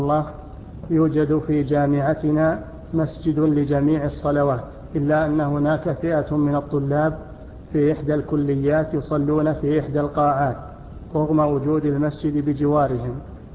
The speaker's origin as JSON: {"language": "Arabic", "town": "Jeddah", "region": "Makkah Province", "country": "Saudi Arabia", "said": "أنا من جدة وعندي دورة في الرياض لمدة شهر تقريبا"}